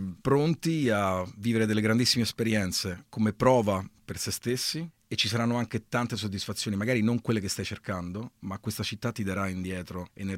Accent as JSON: {"language": "Italian", "town": "Rome", "region": "Lazio", "country": "Italy", "tie": "born or raised there", "moved": "as an adult", "lives_now": "New York, United States", "said": "Le mie radici sono fortemente italiane. Io sono italiano, sono cresciuto a Roma, però ad un certo punto ho iniziato a viaggiare grazie al mio lavoro, quindi facendo delle gigs in giro. Sono venuto a New York, mi sono innamorato, ho deciso di stabilirmi qua."}